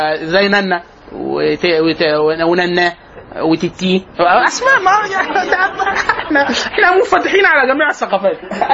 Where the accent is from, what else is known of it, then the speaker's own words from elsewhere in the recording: Egypt; يبقى كده ايه النطاق المصري ان احنا في الغالب كمصريين